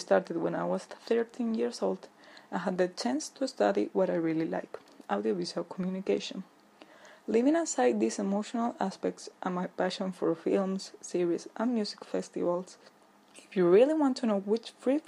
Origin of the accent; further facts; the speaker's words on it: Caracas, Capital District, Venezuela; also born or lived in Colombia; now in Madrid, Spain; I'm 20 years old, almost 10 of them which I have lived here in Madrid. Even though I was born in Colombia, I spent most of my childhood in the endless summer of Caracas, Venezuela, where my father was born and raised.